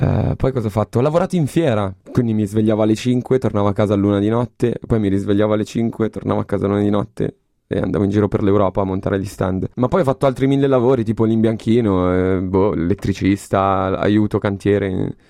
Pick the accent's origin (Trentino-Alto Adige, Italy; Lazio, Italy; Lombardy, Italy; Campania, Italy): Lombardy, Italy; Milan; ho 27 anni, vengo dalla periferia di Milano